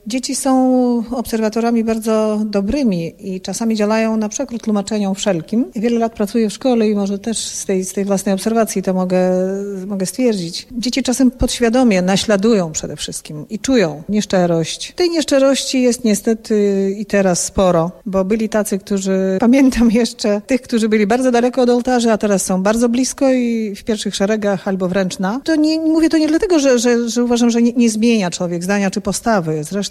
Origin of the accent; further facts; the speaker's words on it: Hajdaniszki, Vilnius County, Lithuania; Ja na przykład wyrosłam w zaścianeczku Hajdaniszki przez Samochy na Wileńszczyźnie